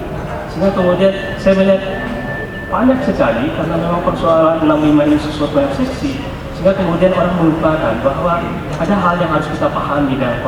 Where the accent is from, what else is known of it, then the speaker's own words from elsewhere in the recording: Pariaman, West Sumatra, Indonesia; di Sumatera Barat, di kampung saya, di Pariaman.